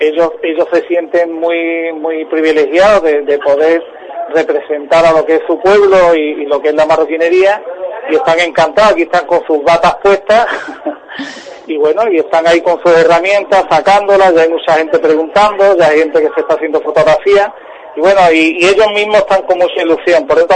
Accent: Ubrique, Andalusia, Spain; los que somos de Ubrique y de la comarca, sí sabemos que esto se hace a mano

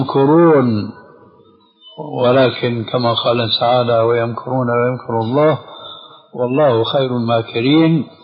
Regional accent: Syria; وكما يقولون عندنا في الشام كل مين على دينه الله يعينه

